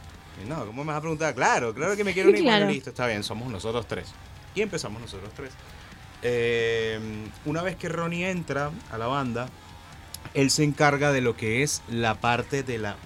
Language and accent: Spanish; Venezuela; Todos somos de Venezuela, sí.